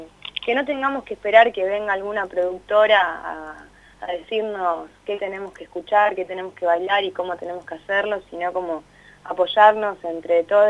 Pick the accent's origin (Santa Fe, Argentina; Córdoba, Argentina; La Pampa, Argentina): La Pampa, Argentina; now in Buenos Aires, Argentina; si bien somos de La Pampa, estamos estudiando en Buenos Aires.